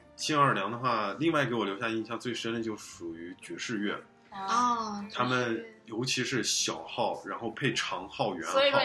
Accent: Beijing, China; now in United States; 我说在北京整个有一条长街，然后包括我家门口都卖这个东西

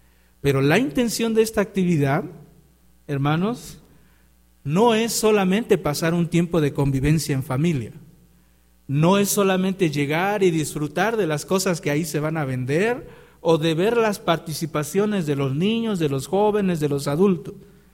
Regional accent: Mexico; ¿No es mejor el venir y disfrutar como mexicanos el que somos libres de una condenación que estaba sobre nosotros?

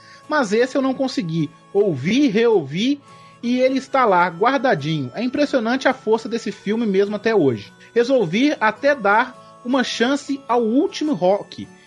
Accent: São Paulo, Brazil; sou de São Paulo, tenho 34 anos

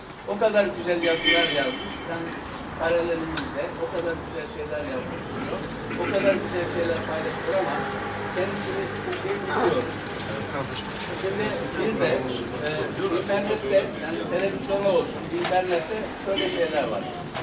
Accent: Kayabaşı, Konya, Turkey; born there; ben aslen Konya doğumluyum. Konya'nın Beyşehir'in Kayabaşı köyü var. Ben orada doğdum. Okur yazar olmayan bir ailenin çocuğuyum.

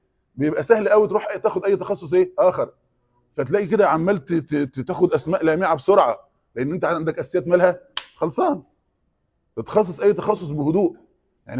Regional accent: Egypt; احنا زي الفته كده كمصريين دلوقتي

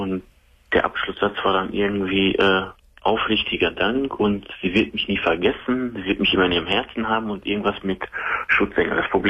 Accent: North Rhine-Westphalia, Germany; Also ich komme aus dem Sauerland.

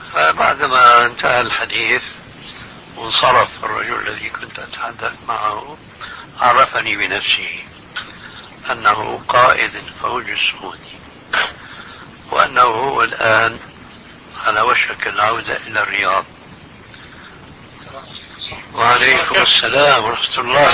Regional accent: Syria; وكان له محل في منطقة اسمها عندنا في سوريا حريقة

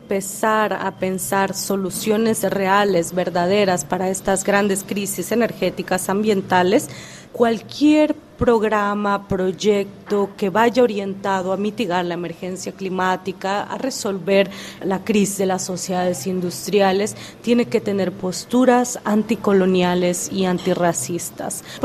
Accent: Oaxaca, Mexico; Spanish is a second language; Sí, la lengua de mi pueblo es la lengua Angpong. Es de Shengitin, Awindeca, Pendeca, Yomadeca, desde Ampensame, Tecange, Oaxaca, México.

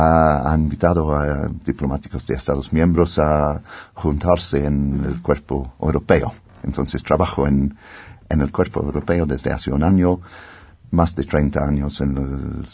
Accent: United Kingdom; Spanish is a second language; incluso mi país, soy británico, y teníamos nuestro imperio en la historia

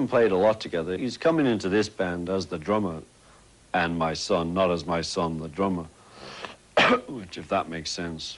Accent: England, United Kingdom; It was just Miami to me, you know, being English, but it's actually Florida now.

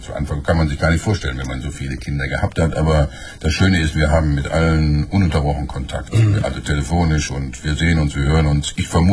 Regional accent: North Rhine-Westphalia, Germany; Gucken Sie mal, ich komme aus dem Ruhrgebiet. Und im Ruhrgebiet ist noch eine Menge zu tun.

